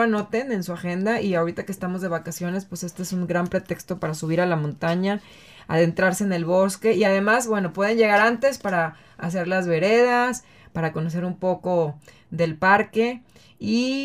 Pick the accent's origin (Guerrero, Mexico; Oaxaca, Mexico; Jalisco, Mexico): Guerrero, Mexico; Acapulco; yo crecí en Acapulco y todos los domingos nos llevaban a centro de convenciones